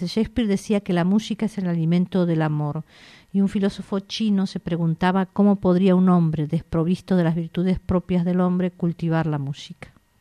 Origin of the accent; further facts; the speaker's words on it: Argentina; born there; tengo una enorme influencia italiana y tengo muchas amigas italianas y hablo por parte de padre italiana. Y luego nací en Argentina